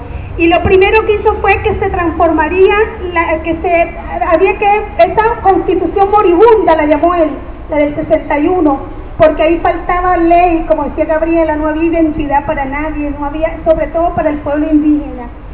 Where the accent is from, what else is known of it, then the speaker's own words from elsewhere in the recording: Venezuela; Vengo de Venezuela y allá estamos en las mismas luchas.